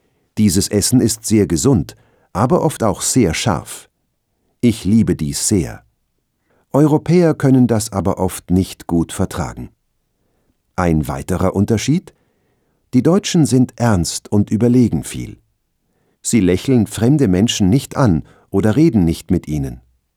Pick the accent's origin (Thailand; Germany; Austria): Thailand; Satun; also born or lived in Bangkok; Meine Heimatstadt Satun im Süden Thailands ist auch ruhig, aber klein. Aber ich habe mehrere Jahre in Bangkok gewohnt und studiert.